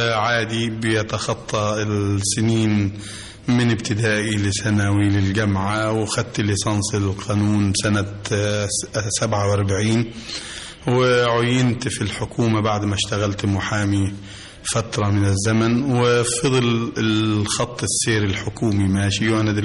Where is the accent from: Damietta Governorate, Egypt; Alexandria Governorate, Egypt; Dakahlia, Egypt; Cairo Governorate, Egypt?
Cairo Governorate, Egypt; Cairo; born there; القاهرة سنة 24.